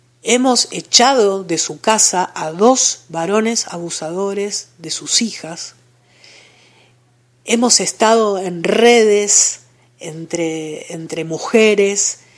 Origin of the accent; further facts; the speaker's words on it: Buenos Aires, Argentina; Yo soy porteña de nacimiento, pero soy convencidamente descentrada de adopción.